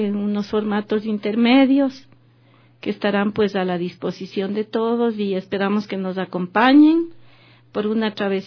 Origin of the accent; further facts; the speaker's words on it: Riobamba, Chimborazo, Ecuador; Yo soy de Riobamba, como los otros dos compañeros que todavía no llegan, que son Rodrigo Mariño y Juan Muquinche.